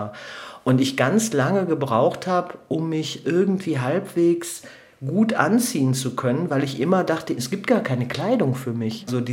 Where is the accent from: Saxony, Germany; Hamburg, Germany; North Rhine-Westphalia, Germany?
North Rhine-Westphalia, Germany; Duisburg; Also ich bin als Säugling bin ich ins Ruhrgebiet gekommen und da war es wirklich noch das volle Ruhrgebiet, die volle Dröhnung, also der volle Ruß, der volle Industriehimmel.